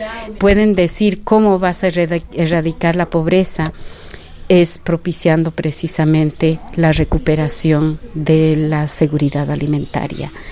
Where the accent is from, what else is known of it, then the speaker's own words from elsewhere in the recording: Peru; now in Costa Rica; Yo soy quechua peruana, pero vivo 34 años en Costa Rica